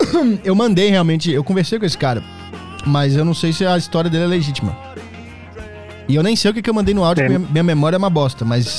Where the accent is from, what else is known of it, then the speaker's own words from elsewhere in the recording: Minas Gerais, Brazil; É muito querido lá em Minas Gerais. Muito conhecido, muito querido, muito estimado lá na minha terra.